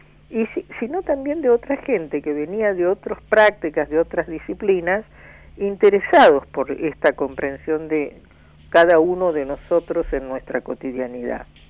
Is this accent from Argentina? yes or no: yes; Argentina; Cuando decimos los argentinos no somos los porteños solamente